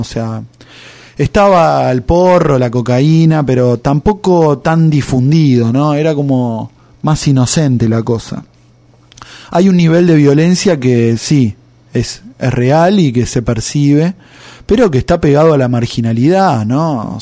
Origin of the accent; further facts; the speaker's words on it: Villa Celina, Buenos Aires Province, Argentina; ya una vez que me fui de Villa Celina, de a poco fui como descubriendo, a través quizás de consejos de amigos que me escuchaban contar anécdotas del barrio